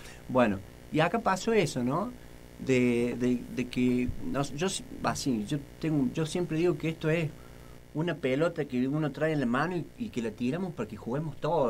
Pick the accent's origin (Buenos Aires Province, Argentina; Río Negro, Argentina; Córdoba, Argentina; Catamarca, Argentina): Córdoba, Argentina; Río Cuarto; nosotros vinimos, lo venimos haciendo de Río Cuarto, en el patio de casa